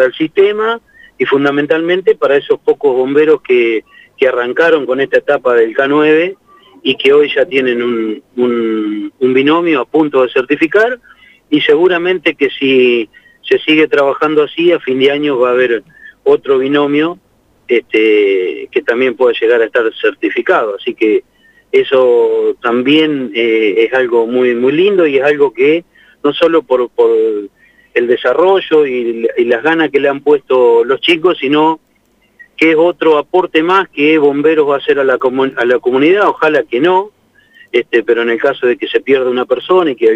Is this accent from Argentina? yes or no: yes; Riglos, Buenos Aires, Argentina; justo estaba llegando acá a Santa Rosa, yo soy de Riglo, como todos saben